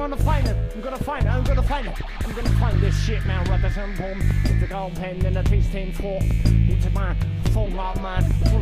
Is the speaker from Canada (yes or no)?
no; India; Cause I'm from India, I almost can't speak when I'm thinking, man.